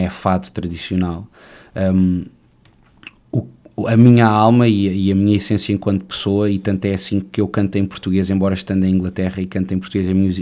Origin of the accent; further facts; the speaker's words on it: Macau; moved away as an adult; eu sou de Macau. Uhum. Nasci em Macau em 1989, filho de pais portugueses, e estudei em Macau até aos meus 18 anos.